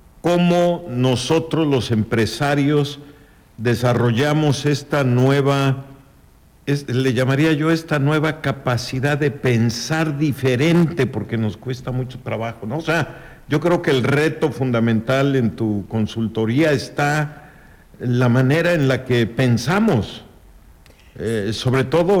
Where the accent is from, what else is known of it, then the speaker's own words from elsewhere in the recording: Chicxulub, Yucatán, Mexico; accent: Chicxulub; mi acento chicxulubense, pues no se asemeja al acento inglés